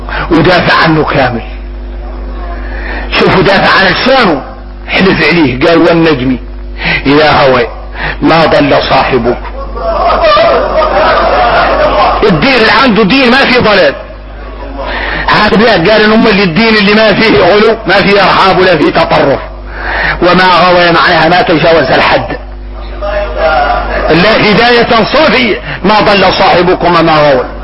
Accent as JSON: {"language": "Arabic", "country": "Mauritania", "said": "انا اكون موريتاني."}